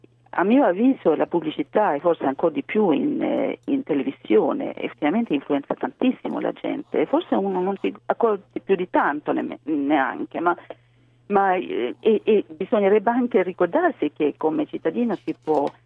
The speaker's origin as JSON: {"language": "Italian", "country": "Sweden", "lives_now": "Italy", "said": "Svezia, o anzi si parla tantissimo di uguaglianza tra i sessi, è veramente una cosa molto molto forte nel mio paese."}